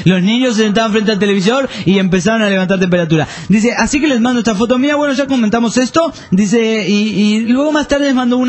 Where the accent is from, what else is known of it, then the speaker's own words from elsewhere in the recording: Panama; Bueno, hola amigos … de Panamá.